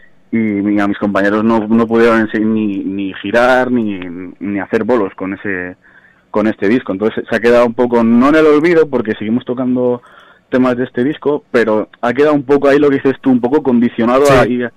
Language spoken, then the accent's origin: Spanish; Palencia, Castile and León, Spain; yo soy de Palencia